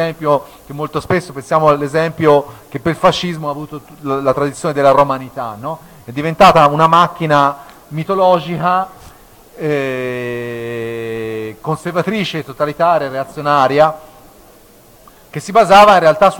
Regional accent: Tuscany, Italy; io sono originario dell'Alta Maremma, lì c'è ancora la poesia estemporanea ottava rima che a volte pastori e contadini fanno

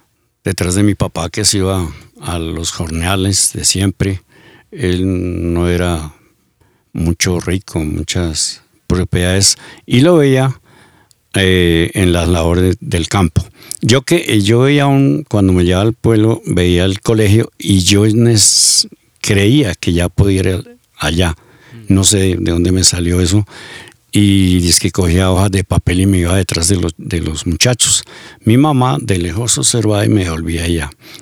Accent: Boavita, Boyacá, Colombia; born there; Yo nací en Boavita, Boyacá, al norte del departamento. Es un municipio que ha dado muchos artistas. Allá nos gusta mucho la música.

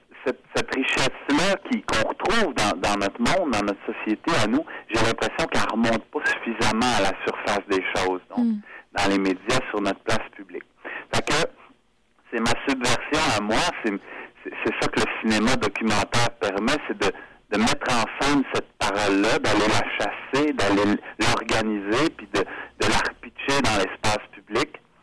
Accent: Quebec City, Quebec, Canada; moved away; moi, je viens de Québec, ça fait longtemps que je suis parti, mais j'avais l'impression de me replonger dans ma ville natale

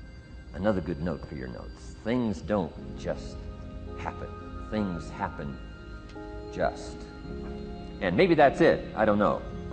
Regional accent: Idaho, United States; I grew up in Idaho, farm country, southwest corner of Idaho.

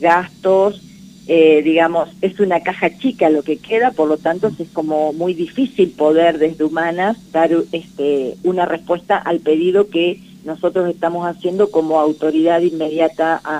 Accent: Catriló, La Pampa, Argentina; Tenemos, exactamente, un recorrido juntos en la localidad de Catriló.

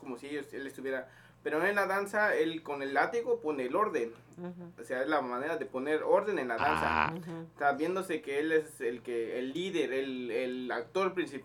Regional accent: Valle de Aragón, Mexico City, Mexico; No, yo soy de ahí, de Valle de Aragón.

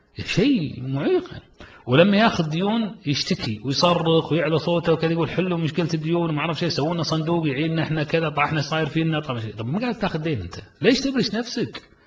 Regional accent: Kuwait; احنا كمجتمع كويتي نمر في ظروف

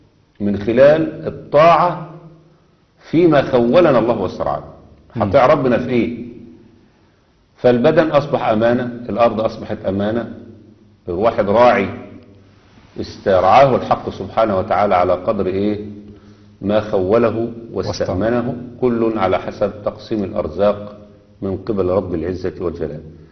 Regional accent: Egypt; اللي دخلوا عندنا في مصر

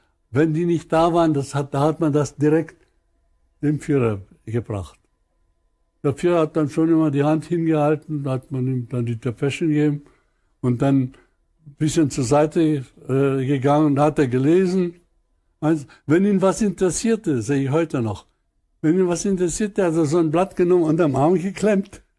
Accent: Upper Silesia, Poland; ich komme aus der Gegend von Obern, aus Oberschlesien.

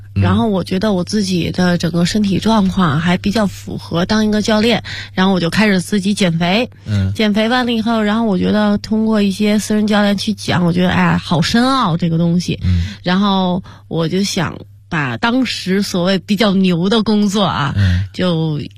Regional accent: Beijing, China; 因为我是一个北京孩子嘛，土生土长的

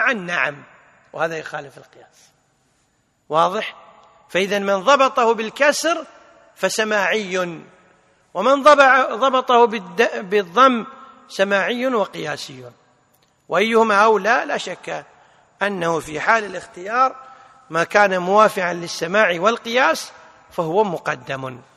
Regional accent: Kuwait; عندنا بالكويت يسمونها حجاب.

